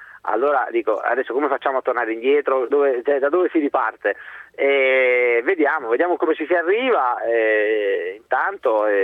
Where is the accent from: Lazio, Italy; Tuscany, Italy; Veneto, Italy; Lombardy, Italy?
Lazio, Italy; Rome; now in Madrid, Spain; Lo so, sono di Roma, alla fine, dai, tutti qua ci nasciamo col motorino, dai.